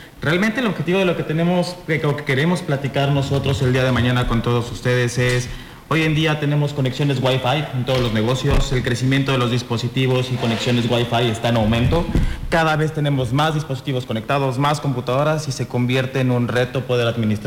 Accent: Mexico City, Mexico; Sí, nosotros venimos de la Ciudad de México.

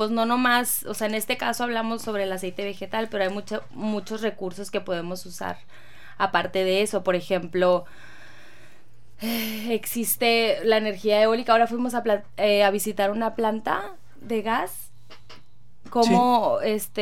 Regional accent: Mexico; a mí como mexicana en sí

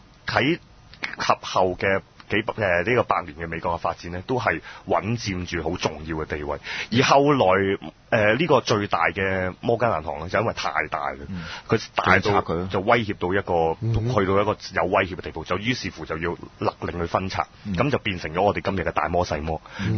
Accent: China; 我哋中國人冇咁嘅書嘅

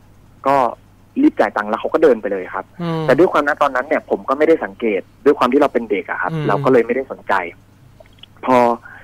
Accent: Bangkok, Thailand; เราก็เป็นคนกรุงเทพ

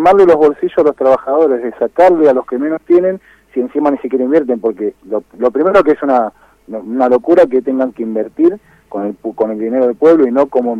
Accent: Moreno, Buenos Aires Province, Argentina

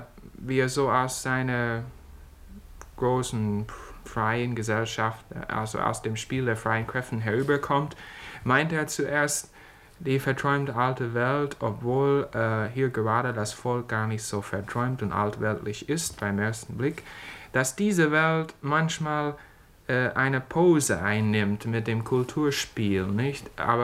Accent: United States; German is a second language; als Amerikaner gesehen, man muss das immer wieder bewundern.

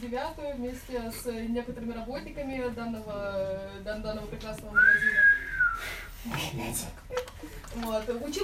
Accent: Moscow, Russia; Родилась, выросла в Москве, родилась на Соколе, в Савеловском районе. Вот. А фамилия у меня белорусская, папа наполовину белорус, ну, с Беларуси. Вот, наполовину из Омска, старобрядцы Поморы.

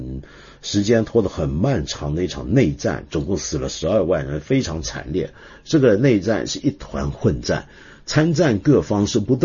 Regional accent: Hong Kong; 你知道我们香港人以前是怎么讲这句话吗？

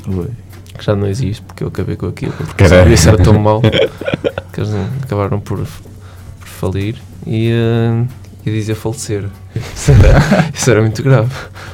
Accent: Porto, Norte, Portugal; Sou natural do Bonfim. Do Bonfim Porto.

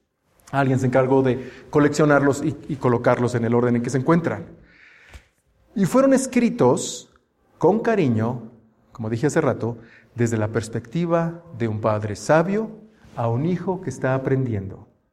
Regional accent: Mexico; como mexicanos sabemos que también se refiere a la actitud de las personas

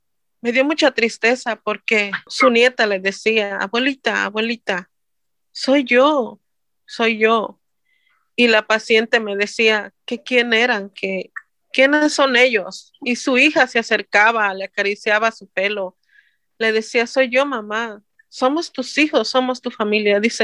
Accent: Guerrero, Mexico; now in Costa Mesa, United States; Soy mexicana del estado de Guerrero y tengo 25 años de vivir en el estado de aquí de California. Vivo en la ciudad de Costa Mesa

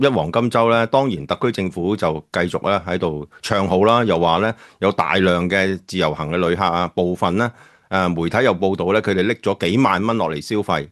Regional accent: Guangdong, China; 我哋廣東人有句説話就最好噶

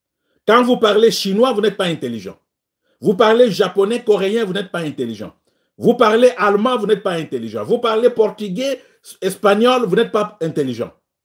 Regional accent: DR Congo; chez nous au Congo, quand vous parlez français, c'est synonyme d'être intelligent.

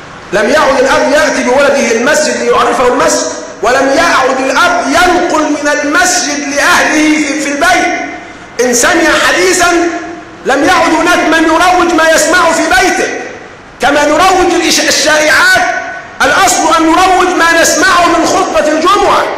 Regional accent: Egypt; ومعلوم أننا كمصريين بيننا التحام، بيننا ارتباط

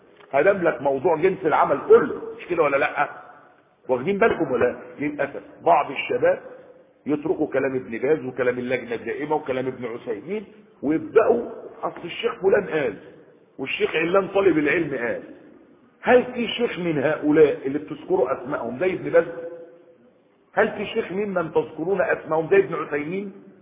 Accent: Egypt; يعني بلده مش عندنا في مصر

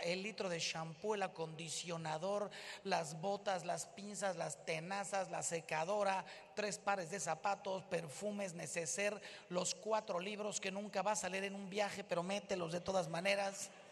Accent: Mexico; Miren, yo soy de México, aquí la mayoría me imagino que es de México.

